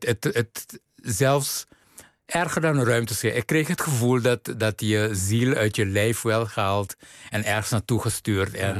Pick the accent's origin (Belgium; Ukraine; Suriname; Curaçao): Curaçao; ik ben op Curaçao geboren, opgegroeid.